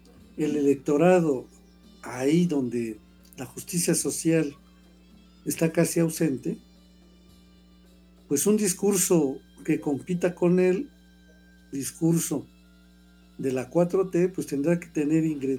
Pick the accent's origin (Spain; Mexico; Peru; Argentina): Mexico; no como mexicanos nada más, sino como mexicanos universales.